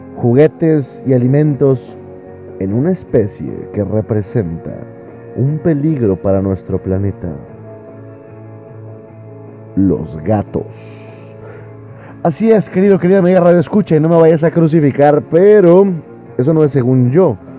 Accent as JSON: {"language": "Spanish", "region": "Nuevo León", "country": "Mexico", "said": "porque somos mexicanos, porque somos neoleoneses, y porque tenemos familia en Estados Unidos"}